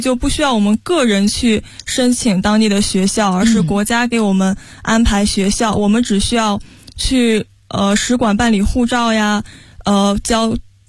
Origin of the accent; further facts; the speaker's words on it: northern China, China; 最难适应的还是天气吧，因为我是北方人。